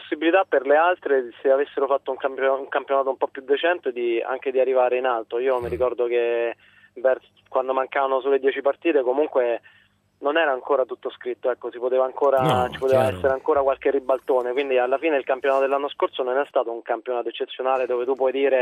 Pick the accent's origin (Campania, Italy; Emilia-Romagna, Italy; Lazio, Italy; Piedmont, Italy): Lazio, Italy; Rome; io sono adottato qui in provincia di Forlì Cesena, comunque sono di Roma.